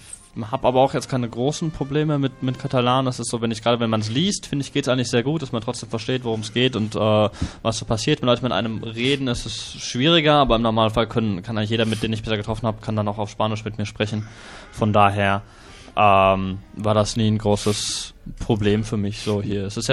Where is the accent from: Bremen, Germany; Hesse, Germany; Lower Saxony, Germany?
Hesse, Germany; Seeheim-Jugenheim; now in Barcelona, Spain; Ich komme aus Seeheim bei Darmstadt, studiere in Wiesbaden und wohne im Moment aber auch gerade in Barcelona